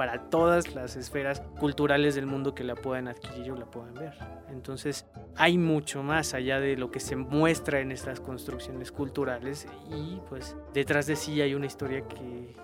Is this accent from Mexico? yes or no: yes; Mexico; como mexicano a veces es muy... Nada más aquí comemos chile y aquí aguantamos el picante.